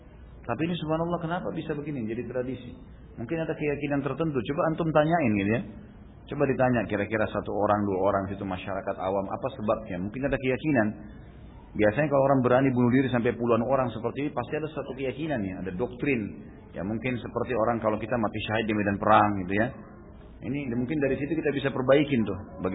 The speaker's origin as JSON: {"language": "Indonesian", "town": "Gunung Kidul", "region": "Special Region of Yogyakarta", "country": "Indonesia", "said": "Di daerah saya di Gunung Kidul, banyak sekali kasus bunuh diri dengan gantung diri."}